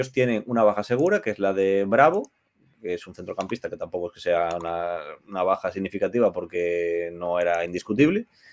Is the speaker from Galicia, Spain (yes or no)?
yes; Galicia, Spain; yo soy gallego, no sé hacer marisco